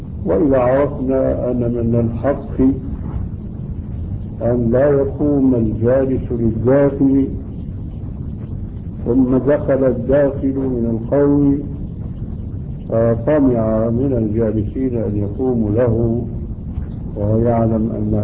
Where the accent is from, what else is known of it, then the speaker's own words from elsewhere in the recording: Syria; الصوت معروف ما يسمى بالكرباج عندنا في سوريا